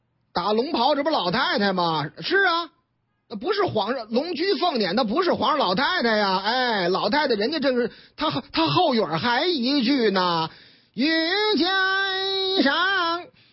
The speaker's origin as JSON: {"language": "Chinese", "region": "Tianjin", "country": "China", "tie": "born or raised there", "said": "我们老家天津卫的事儿嘛"}